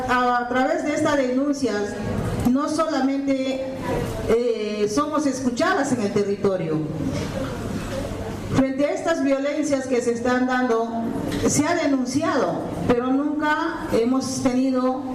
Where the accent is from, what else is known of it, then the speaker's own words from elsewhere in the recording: Peru; los pueblos originarios Awajún, Huampis también somos peruanos, somos humanos, somos cristianos, tenemos sangre roja.